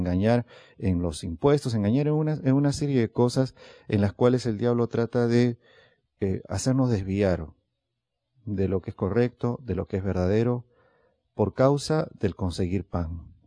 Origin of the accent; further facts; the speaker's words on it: Lima, Peru; No, es en mi país hay un lugar peligroso, no voy a decir cuál es, hay un lugar peligroso ahí en Lima